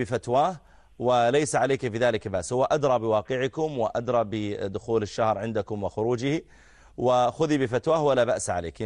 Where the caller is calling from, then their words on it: Dubai, United Arab Emirates; طيب مدام من دبي أنا أعلق تعليقا يسيرا